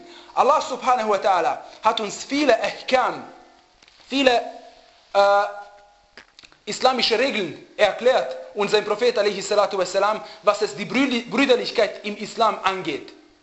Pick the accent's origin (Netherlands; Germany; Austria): Austria; dass ich als Österreicher geboren werde. Aber dass ich Muslim bin, habe ich mir selber ausgesucht